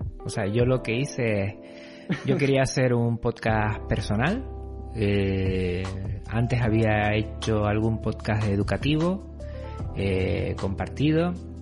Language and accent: Spanish; Canary Islands, Spain; Yo soy canario de las Islas Canarias y resido en medio del Atlántico.